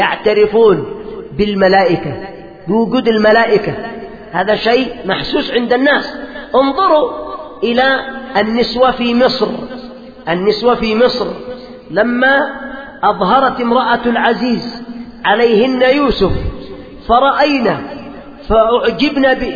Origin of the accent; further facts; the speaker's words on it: Yemen; عندنا في اليمن